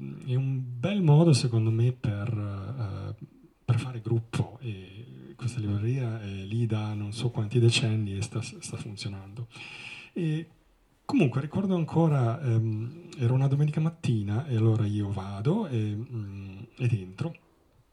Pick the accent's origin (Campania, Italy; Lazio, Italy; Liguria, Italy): Liguria, Italy; Sanremo; moved away; also born or lived in Vancouver, Canada; Sono nato a Sanremo, quindi sono ligure, ho passato la mia gioventù in Liguria, poi sono partito, sono stato circa 22 anni all'estero, gli ultimi 12 li ho passati in Canada, a Vancouver, sono diventato cittadino canadese